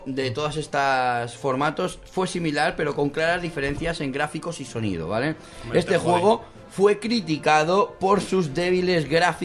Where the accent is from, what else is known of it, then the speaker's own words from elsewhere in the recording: Spain; No, yo soy español y aquí pone Phoenix.